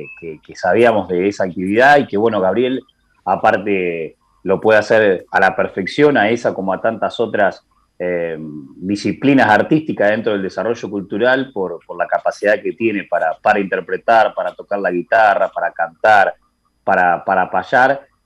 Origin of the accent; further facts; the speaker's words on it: Dolores, Buenos Aires Province, Argentina; now in La Plata, Argentina; Pero la contracara que, por ejemplo, en mi pueblo, en Dolores, que tiene 40.000 habitantes o menos incluso